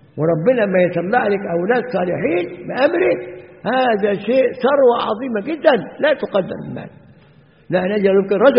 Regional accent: Egypt; now in Zawiya, Libya; وعندنا في مصر ساعات بعض النساء الخرافيات تيجي ساعة الجمعة

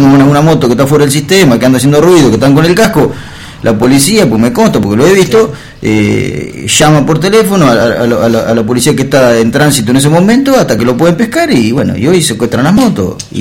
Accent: Argentina; como todo argentino, enseguida nos ponemos el grito en el cielo

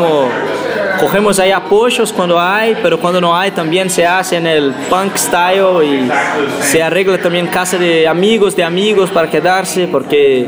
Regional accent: Belo Horizonte, Minas Gerais, Brazil; Spanish is a second language; de Brasil. … de Belo Horizonte, Brasil.

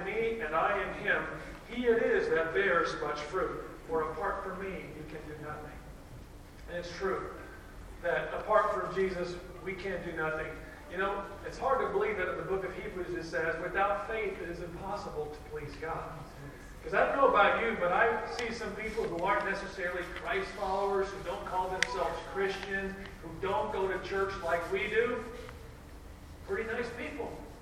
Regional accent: Texas, United States; So that's the way it is in some parts of my home state, Texas, over there on the west side of Texas.

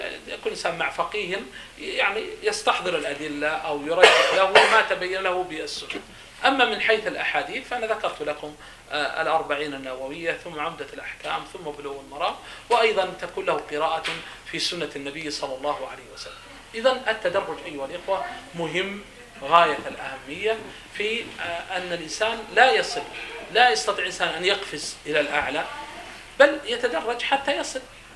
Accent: Saudi Arabia; فمثلا نحن مثلا نتكلم عندنا في السعودية، قد أنتم هنا مثلا قد عندكم متون أنا لا أعرف

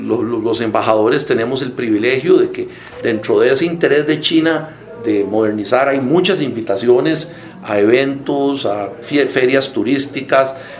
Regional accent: Costa Rica; como sociedad costarricense

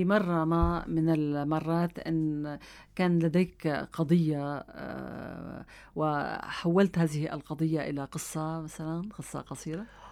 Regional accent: Syria; بتركز من خلال كتاباتك على الواقع اللي بتعيشه المرأة عندنا بسوريا إلى حد ما

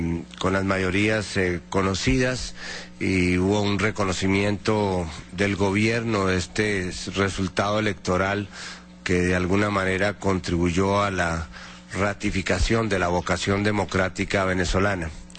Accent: Colombia; Yo simplemente como colombiano puedo destacar lo que fue la dolorosa experiencia de Colombia.

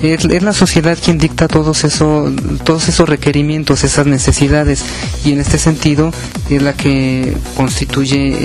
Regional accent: Mexico; Eso me permite a mí, independientemente de cuál sea mi procedencia en alguno de los estados de la República, identificarme contigo como mexicano

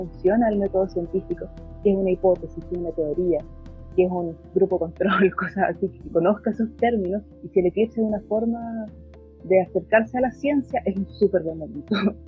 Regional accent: Los Angeles, California, United States; yo soy de Los Ángeles, no había sido para una actividad en Los Ángeles, ahora no puedo viajar

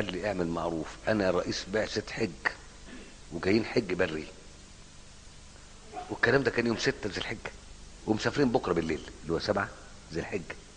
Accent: Egypt; انت مالك ومالنا احنا مصريين بنتكلم مع بعض

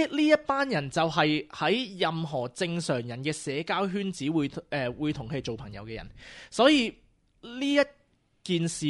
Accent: Australia; 即系我哋澳洲人从来唔会咁样嘅吓

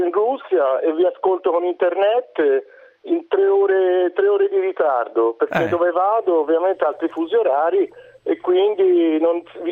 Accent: Florence, Tuscany, Italy; Io sono di Firenze centro.

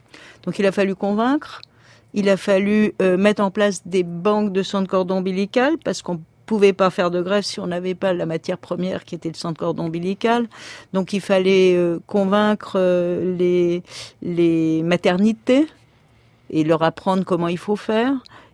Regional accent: Paris, Île-de-France, France; Rien en tant que parisienne et avec mon mari ne nous prédestinait à faire de l'alpinisme.

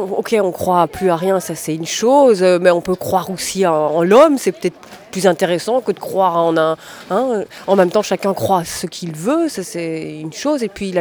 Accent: Belgium; born there; je suis née ici en Belgique

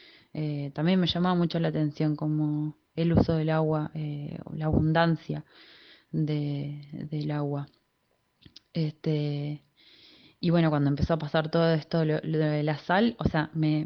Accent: Mendoza, Argentina; Yo soy de Mendoza, de una provincia de Argentina que está al oeste del país, sobre la cordillera de los Andes, donde se vive un clima árido, seco, llueve muy pocas veces en el año.

